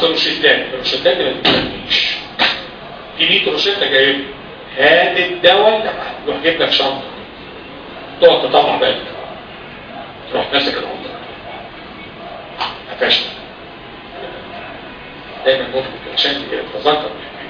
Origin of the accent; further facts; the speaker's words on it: Egypt; ده احنا عندنا في مصر دي مليانه مرضى كبد